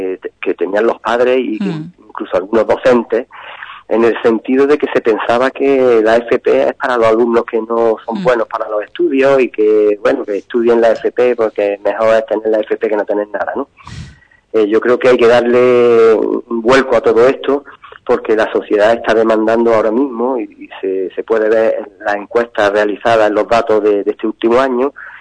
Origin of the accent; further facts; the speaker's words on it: Granada, Andalusia, Spain; Yo soy de Granada, estoy trabajando aquí, llevo ya 25 años.